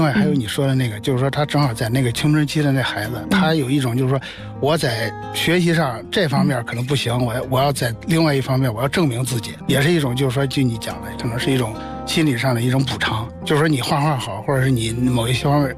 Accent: Xuzhou, Jiangsu, China; 在当时我们家乡徐州那边相当有名

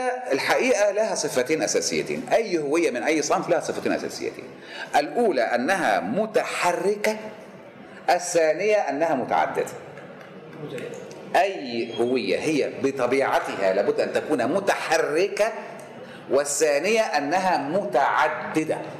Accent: Sharqia Governorate, Egypt; أنا مصري بس أنا كمان شرقاوي يا عم، يعني حاجات كده، ها؟ وأنا ابن ريف مش ابن حضر، ابن دلتا مش ابن صعيد، ابن مش ابن بدو، مش ابن وحات أو أمازيغ

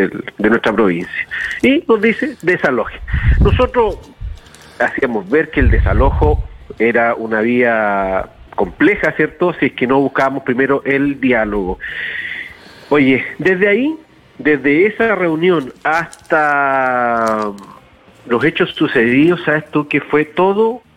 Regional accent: Araucanía, Chile; Entendiendo que somos de aquí de la Araucanía, 650 kilómetros

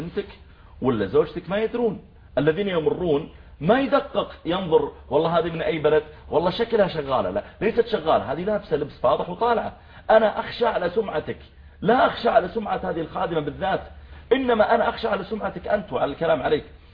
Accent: Saudi Arabia; قلت والله أنا I'm from سعودية عربية

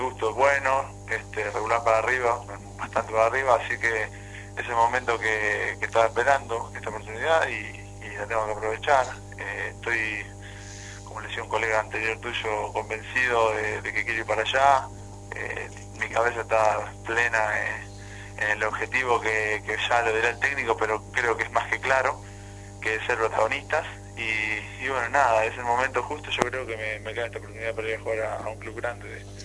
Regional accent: Chivilcoy, Buenos Aires Province, Argentina; born there; Yo soy de Chivicoy nacido, y bueno, acá Jauri lo tengo a menos de una hora, así que me vine para jugar acá a Flandria

